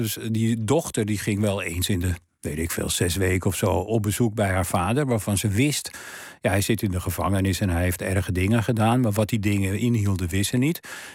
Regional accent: Amsterdam, North Holland, Netherlands; in de straat waar ik ben opgegroeid en waar mijn vader en moeder tijdens de Tweede Wereldoorlog woonden, die woonden in de Wilhelminastraat nummer 83 in Amsterdam. Nou, dat was toen een, wat tegenwoordig een achterstandswijk heet.

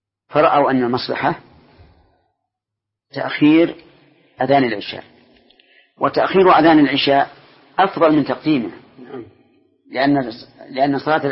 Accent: Saudi Arabia; لكن عندنا في السعودية جزاهم الله خيرا

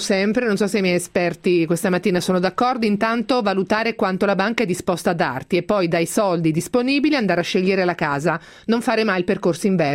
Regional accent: Marche, Italy; essendo più una da Adriatico, perché essendo marchigiana non faccio che parlare di quelle zone

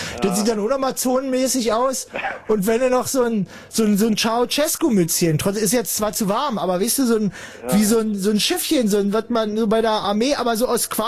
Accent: East Germany, Germany; aus dem Osten

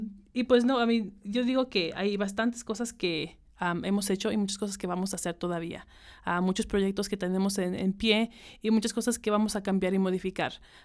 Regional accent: Zacatecas, Mexico; moved away; inmigrante, mexicana, zacatecana, yo les puedo decir

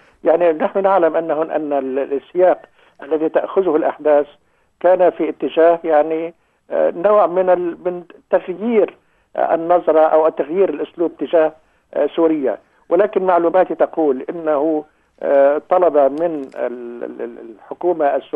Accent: Beqaa, Lebanon; لأننا نحن يعني منذ طفولتنا نذهب بالقطار من قريتنا إلى دمشق عبر هذا الخط. حتى أنه أنا أتمنى أن تزوري قريتي ومنزلي. يعني منزلي تقريبا في البقاع يعتبر امتداد لوادي بردة.

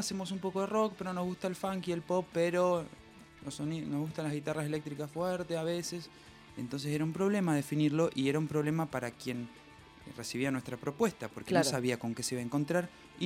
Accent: Entre Ríos, Argentina; a Entre Ríos, me acuerdo que presentarlo allá fue todo para mí personalmente, porque fue volver a mi pueblo con una banda que...

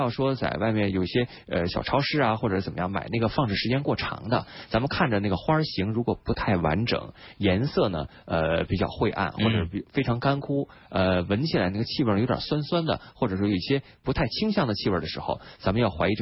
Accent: Beijing, China; 这三种里边呢，咱们北京人比较熟悉的其实是马齿苋。

